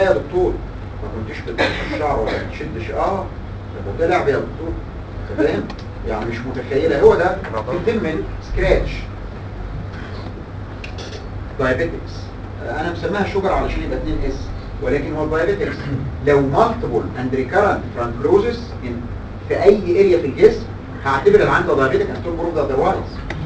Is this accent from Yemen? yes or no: no; Egypt; ودي مشكلتنا عندنا في مصر